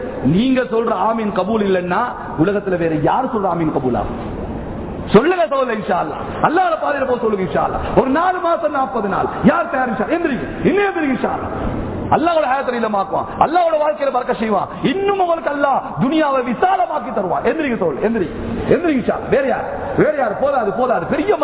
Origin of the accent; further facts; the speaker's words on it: Hatton, Central Province, Sri Lanka; accent: Estate Tamil; நான் ஹெட்டன்காரன், எஸ்டேட்ல உள்ள தமிழ்ல தான் பேசுறேன், சுத்த தமிழ் நமக்கு தெரியாது.